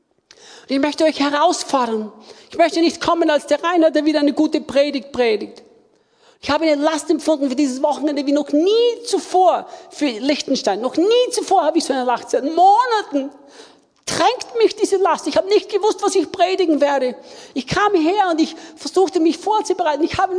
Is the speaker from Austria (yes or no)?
yes; Austria; Und ich sagte zu ihm, ich bin Österreicher.